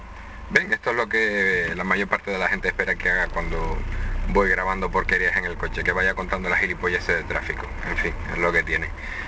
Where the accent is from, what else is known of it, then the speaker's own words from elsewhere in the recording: Canary Islands, Spain; accent: Canarian; Evidentemente tengo acento canario. A más de uno le costará seguir según qué palabras cuando la diga, sobre todo palabras que tengan Z. Y sobre todo por la costumbre que tenemos los canarios de arrastrar las S, más en Gran Canaria incluso, y de aspirar las H.